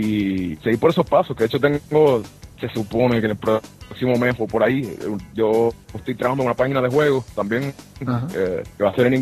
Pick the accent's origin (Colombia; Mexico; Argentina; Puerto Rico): Puerto Rico; Bayamón; Bueno, pues yo nací en Hawái. Pues yo soy de Puerto Rico, nací en Bayamón en septiembre 13 del año 1989.